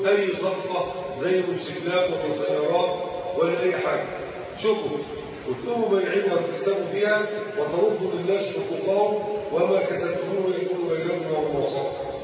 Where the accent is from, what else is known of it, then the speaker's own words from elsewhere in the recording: Egypt; وهذا الأمر كان منتشر عندنا في مصر